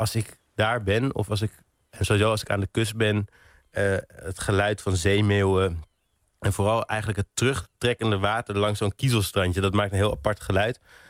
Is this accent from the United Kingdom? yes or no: yes; England, United Kingdom; Ik ben opgegroeid in Engeland, of in ieder geval geboren in Engeland.